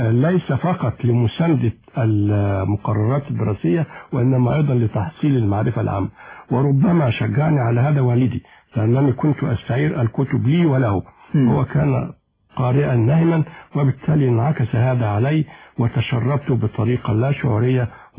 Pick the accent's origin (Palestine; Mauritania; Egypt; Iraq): Egypt; Sirs al-Layyan, Monufia Governorate; born there; الحقيقة أنا ولدت خلال الحرب العالمية الثانية، وعقب الحرب مباشرة اجتاح يمكن معظم أرجاء الوطن المصري وباء الكوليرا